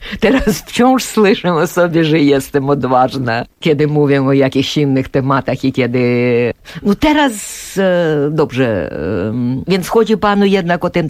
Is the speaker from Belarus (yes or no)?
no; Ukraine; Polish is a second language; bo przecież no wyrostałam jako Ukrainka w tym Sojuszu Sowieckim